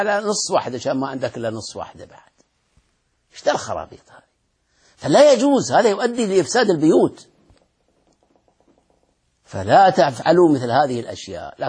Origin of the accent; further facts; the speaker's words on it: Saudi Arabia; وهذا حصل عندنا في السعودية، هذا شر